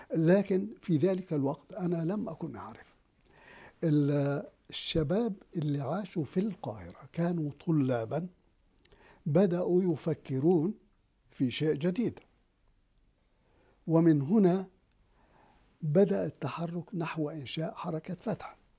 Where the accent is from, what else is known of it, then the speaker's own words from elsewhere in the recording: Gaza, Gaza Strip, Palestine; ما صار عندنا في غزة شيء اسمه النظام الخاص